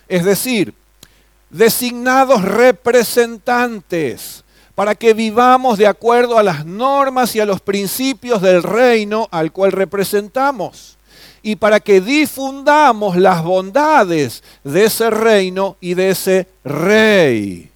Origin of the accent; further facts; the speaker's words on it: Argentina; Como ciudadanos argentinos, nuestra bandera, nuestro símbolo patrio es esta celeste y blanca con el sol en el medio también.